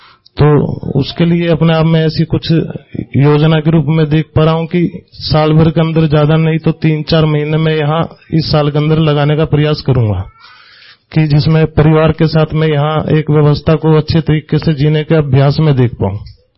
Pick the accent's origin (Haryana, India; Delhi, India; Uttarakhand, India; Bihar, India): Haryana, India; Hisar; मैं हिसार हरियाणा का रहने वाला हूं।